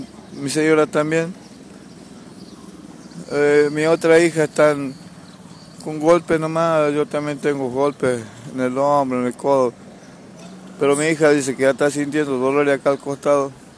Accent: General Mosconi, Salta, Argentina; somos de Mosconi, y nos vinimos porque no hay trabajo allá, vivimos de changa.

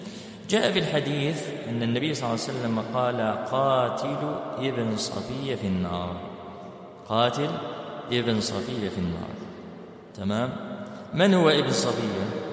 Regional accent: Algeria; طبعا احنا عندنا في الجزائر سيرين اسم بنت

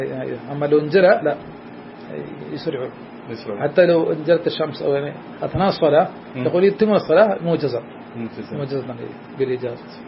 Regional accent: India; حتى عندنا في الهند من مسائل العوام أن لا يأكل ولا يشرب عند الكسوف

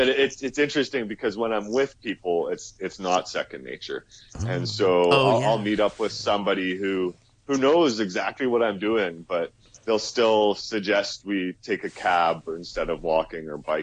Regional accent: Canada; I can't, as a Canadian, I can't go through Iran or Tibet without having a guide with me at all times

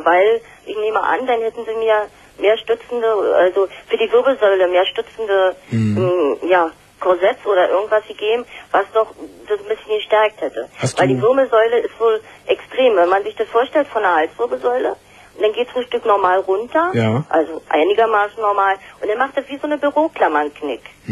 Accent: East Germany, Germany; ich bin in der DDR aufgewachsen, 1950 geboren eben.

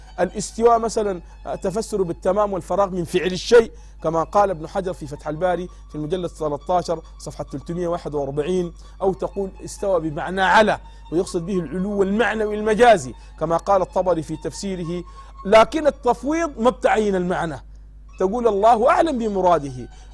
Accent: Sudan; البلد عندنا في السودان

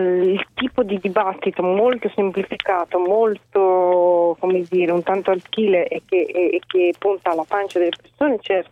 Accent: Emilia-Romagna, Italy; now in Rome, Italy; io abito a Roma, vengo dall'Emilia Romagna.

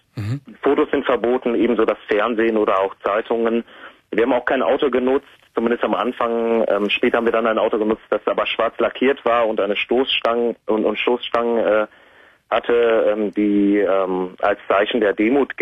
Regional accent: Germany; Ich bin Deutscher, ja.

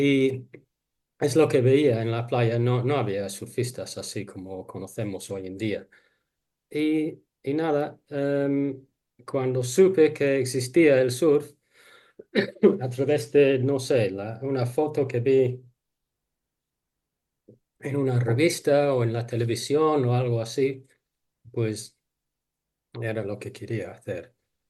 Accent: England, United Kingdom; born there; Spanish is a second language; nací en una ciudad en Inglaterra cerca del mar, al lado del mar

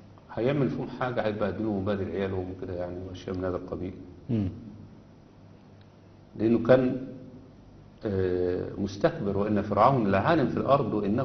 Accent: Egypt; لا انا مصري بحب مصر وعايش فيها

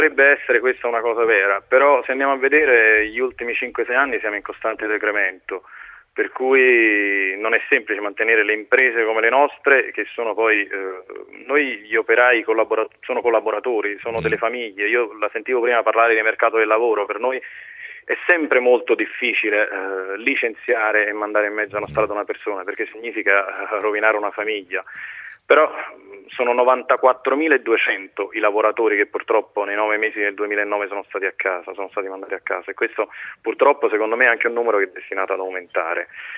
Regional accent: Naples, Campania, Italy; Nei territori un attimino più degradati del meridione, io vengo da Napoli

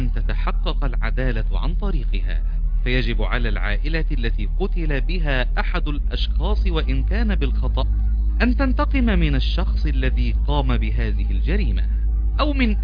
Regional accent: Upper Egypt, Egypt; إذا جينا نتكلم عن مسألة الطار وبالذات عندنا في الصعيد

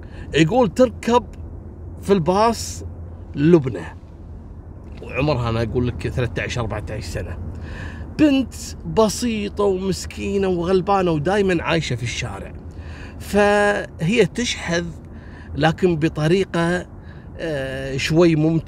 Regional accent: Jordan; كانت موجودة عندنا في الأردن

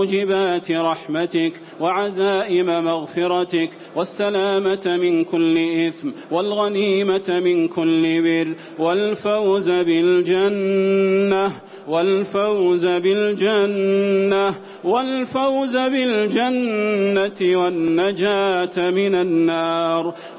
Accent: Saudi Arabia; اللهم أدم على بلادنا المملكة العربية السعودية بلاد الحرمين والشريفين أمنها وأمانها

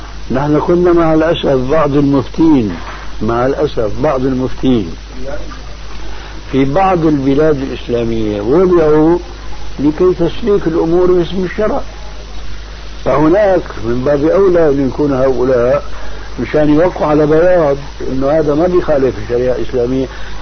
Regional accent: Damascus, Damascus Governorate, Syria; المهم كان عندنا في دمشق

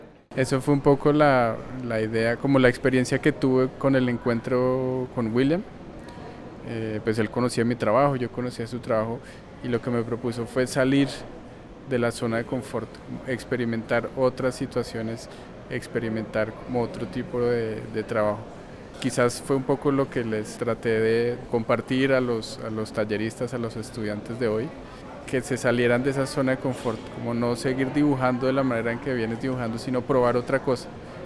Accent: Bogotá, Colombia; yo soy artista de Bogotá.

